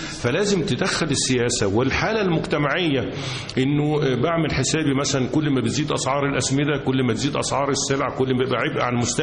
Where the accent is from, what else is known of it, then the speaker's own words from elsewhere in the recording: Cairo, Cairo Governorate, Egypt; انا اساسا من القاهره، والوالد ايضا مولود في القاهره والجد مولود بالقاهره. ولما دخلت كليه الزراعه كنت خايف ان انا قاهري